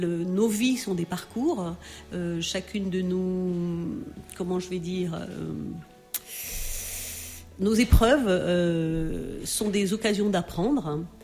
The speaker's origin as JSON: {"language": "French", "country": "Cameroon", "tie": "born there", "said": "vu que je suis née au Cameroun"}